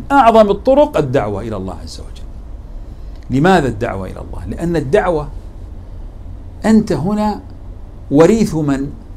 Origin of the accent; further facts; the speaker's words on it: Saudi Arabia; أذكر في قصة حدثت في منطقة عندنا في السعودية اسمها تبوك